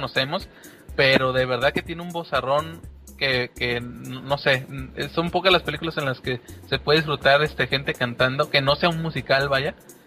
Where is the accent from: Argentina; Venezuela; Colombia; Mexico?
Mexico; canciones que pues nosotros como mexicanos conocemos súper bien